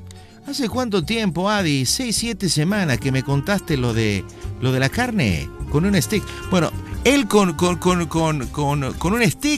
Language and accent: Spanish; Argentina; también él es boliviano, yo soy argentino.